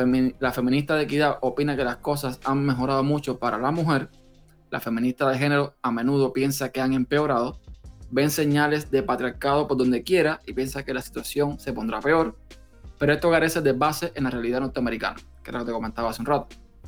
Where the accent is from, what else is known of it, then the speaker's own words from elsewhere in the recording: Cuba; moved away as an adult; de Cuba, que era donde yo nací, que fue donde viví por 29 años